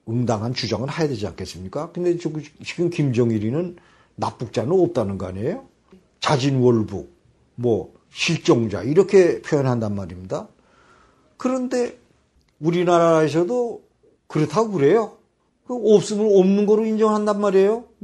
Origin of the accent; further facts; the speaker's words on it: Pyongan, North Korea; 그 우리는 평안도 사람이니까 빈대떡을 잘하잖아요. 녹두 빈대떡.